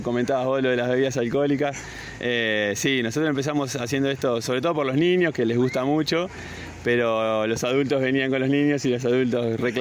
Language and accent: Spanish; Uruguay; now in Córdoba, Argentina; nosotros venimos de Uruguay, país vecino acá, el paisito para algunos. Y llegamos a Córdoba ya hace un año.